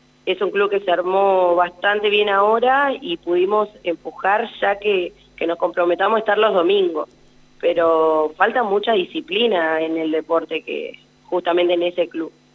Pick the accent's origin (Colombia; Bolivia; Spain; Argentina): Argentina; Anguil, La Pampa; now in Santa Rosa, Argentina; después soy de Anguil, jugué mucho tiempo en Anguil.